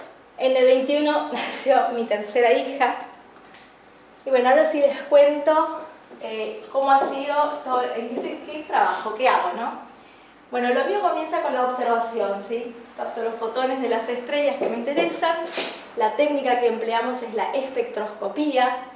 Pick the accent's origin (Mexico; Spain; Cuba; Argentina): Argentina; Misiones; now in Corrientes, Argentina; yo vengo de Misiones. Estando en Misiones, en una zona rural, tuve mi primer contacto con las estrellas, porque teníamos un cielo precioso.